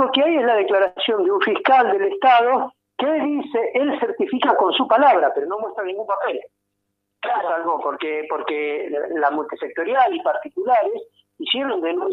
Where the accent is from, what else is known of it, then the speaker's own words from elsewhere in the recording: Neuquén, Argentina; born there; yo que soy nacido en Neuquén, tengo mi familia